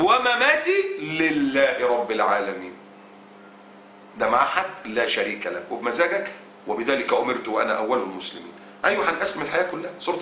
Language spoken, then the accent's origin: Arabic; Egypt; طالع واحد رئيس الصليبيين هناك عندنا في مصر وبيقول بالنص كده